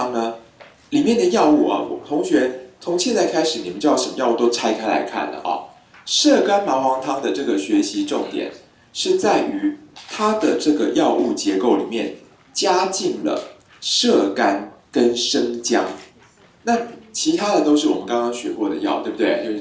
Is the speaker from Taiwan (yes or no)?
yes; Taiwan; 水鸡，哎，请问我们台湾人说田鸡